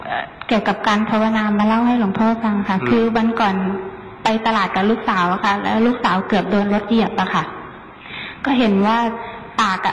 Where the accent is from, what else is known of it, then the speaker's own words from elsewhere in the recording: Chiang Mai, Thailand; หนูมาจากเชียงใหม่ค่ะ